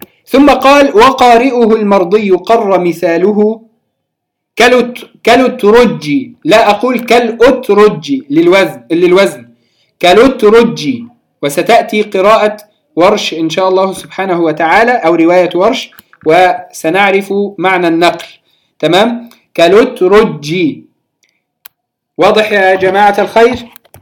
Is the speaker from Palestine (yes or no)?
yes; Palestine; في بلادنا فلسطين نسميها